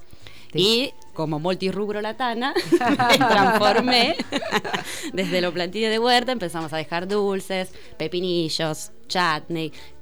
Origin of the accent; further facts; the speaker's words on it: Pesaro, Marche, Italy; born there; Spanish is a second language; moved away; Es un pueblito en el Mediterráneo, Adriático, uh-huh. enfrente de Croacia, un lugarcito hermoso. Y llegué acá en el 2016